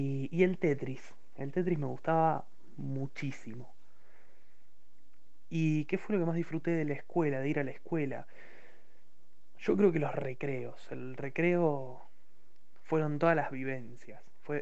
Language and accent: Spanish; Puerto Madryn, Chubut, Argentina; soy de Puerto Madryn y tengo 20 años.